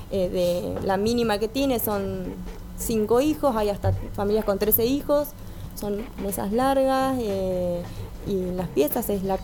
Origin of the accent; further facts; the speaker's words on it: Carlos Casares, Buenos Aires Province, Argentina; justo en mi pueblo, en Carlos Casares